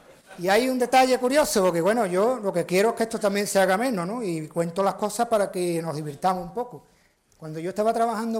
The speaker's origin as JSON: {"language": "Spanish", "town": "Jerez de la Frontera", "region": "Andalusia", "country": "Spain", "said": "Entonces nosotros que somos de Jerez, yo soy de Jerez"}